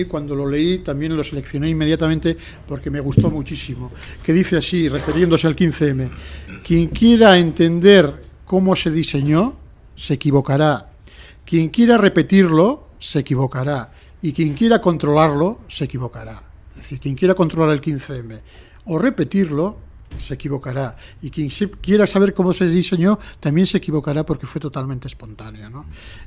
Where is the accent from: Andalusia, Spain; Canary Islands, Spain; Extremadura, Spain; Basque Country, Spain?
Basque Country, Spain; Bilbao; yo no soy ni de Madrid ni de Barcelona, yo soy de Bilbao.